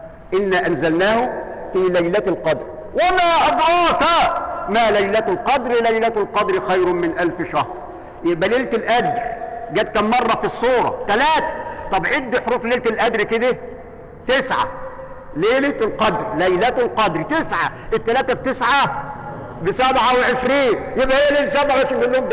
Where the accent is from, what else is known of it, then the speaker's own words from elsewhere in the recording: Egypt; إحنا كلنا كده كمصريين ويمكن كعرب